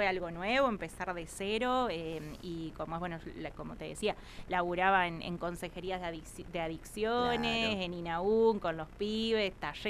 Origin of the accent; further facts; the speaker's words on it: Colonia Chapalco, La Pampa, Argentina; Yo, bueno, soy oriunda de acá. Yo aclaro, yo soy de Colonia Chapalco.